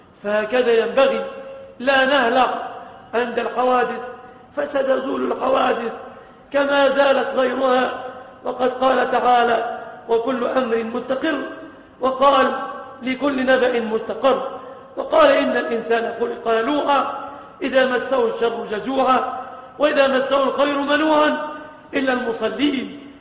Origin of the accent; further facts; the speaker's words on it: Egypt; بلادنا مصر